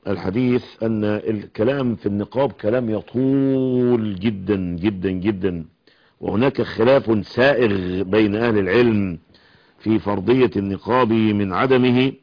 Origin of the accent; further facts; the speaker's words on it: Egypt; أن يحفظ بلادنا مصر